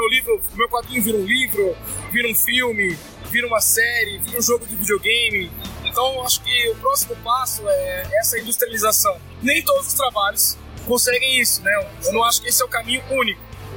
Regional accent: São Paulo, Brazil; Eu sou lá da Zona Leste, sou maloqueiro da quebrada e é diferente, diferente.

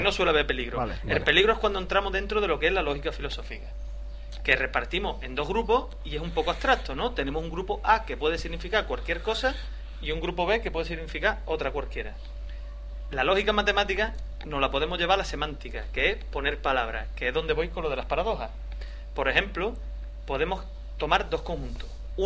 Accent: Andalusia, Spain; yo soy andaluz, con lo cual estoy diciendo una verdad

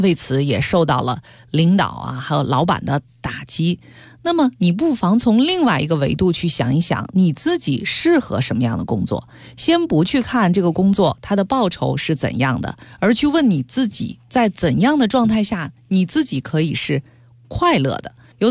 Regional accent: Beijing, China; 用我们北京话说

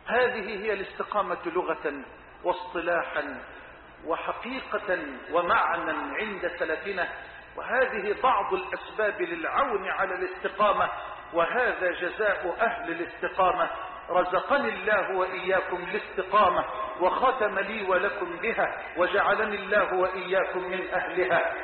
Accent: Egypt; اللهم اجعل بلدنا مصر أمنا أمانا سخاء رخاء

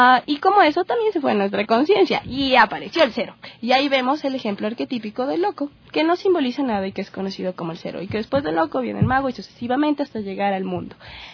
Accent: Quito, Pichincha, Ecuador; soy de Quito. Trabajo en el arte escénico, soy bailarina, soy actriz

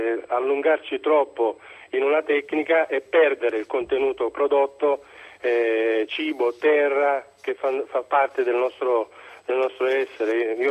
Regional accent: Sicily, Italy; born there; Sì, ma la terra è quella da dove sono nato.

